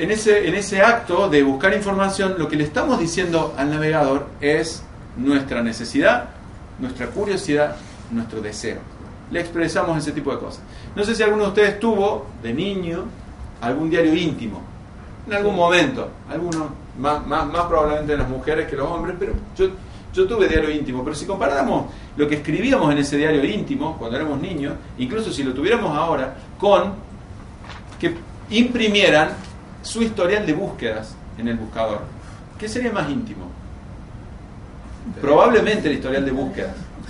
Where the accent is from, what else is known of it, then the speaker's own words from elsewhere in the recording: Córdoba, Argentina; como soy medio inútil porque soy cordobés